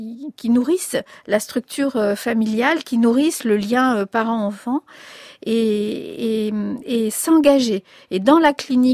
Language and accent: French; France; also born or lived in Spain; quand moi j'ai quitté l'Espagne pour venir en France, j'avais 9 mois